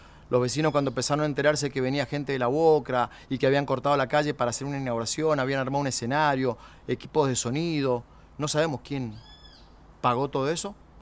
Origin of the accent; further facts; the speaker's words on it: Uspallata, Mendoza, Argentina; soy de Uspallata, soy emprendedor, papá, comerciante, músico, integrante de la Asamblea de Uspallata desde que estoy en ese lugar, hace 12 años, poco más.